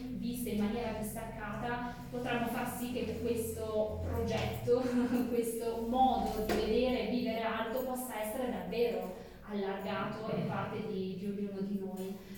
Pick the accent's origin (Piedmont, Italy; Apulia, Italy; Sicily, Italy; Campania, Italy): Piedmont, Italy; Biella; now in Pavia, Italy; in cui mia mamma era di origine calabrese. Il papà è friulano, io sono nata e cresciuta a Bielle, in Piemonte, e per lavoro negli anni successivi mi sono spostata a vivere in Lombardia, prima a Milano, poi a Pavia.